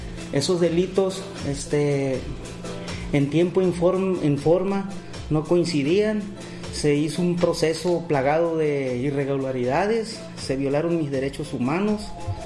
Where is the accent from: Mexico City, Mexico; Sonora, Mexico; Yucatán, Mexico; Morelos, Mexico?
Sonora, Mexico; Pues primero alejaron a mi pueblo del río, enviándolos al sureste en una guerra de exterminio, y no les resultó.